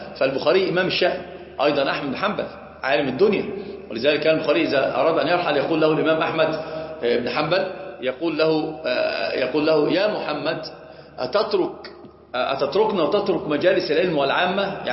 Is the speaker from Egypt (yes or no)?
yes; Upper Egypt, Egypt; عندنا في الصعيد